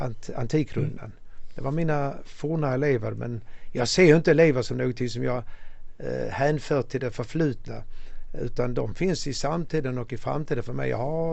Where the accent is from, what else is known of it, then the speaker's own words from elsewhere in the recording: Malmö, Skåne, Sweden; also born or lived in Ystad / Genarp; now in Stockholm, Sweden; Jag gick på samma skola alla 9 åren, Röforskolan i Malmö. Jag är född och uppvuxen i Malmö. Man har bott i Ystad och i Genap och Stockholm sedan 20 år tillbaka.